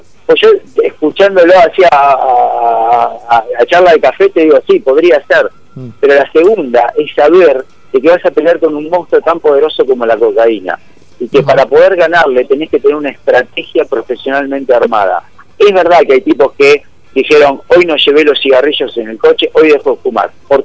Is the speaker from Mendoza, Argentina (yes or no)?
no; Tandil, Buenos Aires Province, Argentina; Somos muchos cardiólogos de Tandil que estamos acá cerquita.